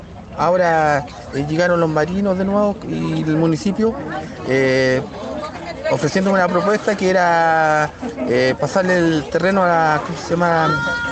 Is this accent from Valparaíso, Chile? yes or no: yes; Isla Negra, Valparaíso, Chile; yo soy pescador aquí de Isla Negra, de los. Supuestamente era el último pescador